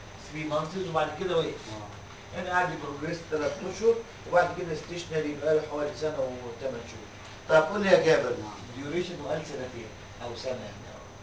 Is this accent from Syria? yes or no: no; Egypt